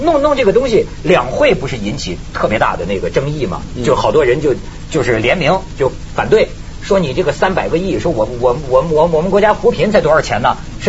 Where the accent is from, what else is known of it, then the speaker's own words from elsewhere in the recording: Shandong, China; 你说我们山东，我山东人，我跟你说，我们山东它一般地方不能比。